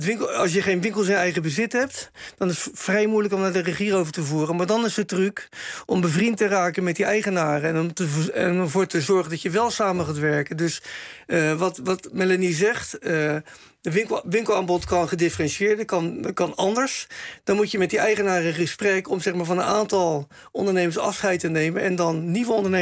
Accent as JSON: {"language": "Dutch", "town": "Rotterdam", "region": "South Holland", "country": "Netherlands", "said": "om daar je tanden in te zetten als Rotterdammer, om een stuk van je eigen stad te verbeteren."}